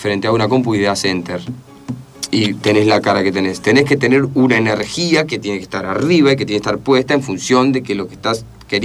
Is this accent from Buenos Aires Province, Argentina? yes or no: yes; 9 de Julio, Buenos Aires Province, Argentina; Yo soy de 9 de Julio, provincia de Buenos Aires, 55.000 habitantes, no llena la cancha de River.